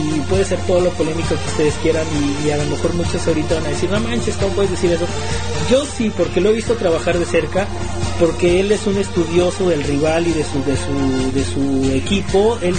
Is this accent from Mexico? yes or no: yes; Mexico; voy a empezar a hablar en nosotros como mexicano